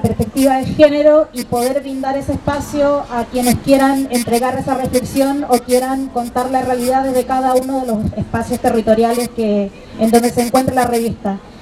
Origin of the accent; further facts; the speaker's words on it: Chile; now in Argentina; Yo soy chilena, vivo acá en Argentina